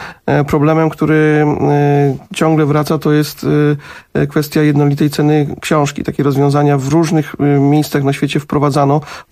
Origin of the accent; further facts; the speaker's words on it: Jarocin, Greater Poland Voivodeship, Poland; bo ja jestem z Jarocina